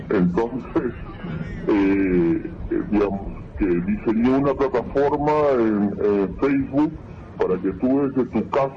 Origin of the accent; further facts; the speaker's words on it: Lima, Peru; also born or lived in Huancayo; Yo nací en Lima, en un barrio muy popular que se llama El Rímac, pero hasta los 11 años de edad yo no había tenido ningún contacto con la música, hasta que con mi familia nos mudamos a Huancayo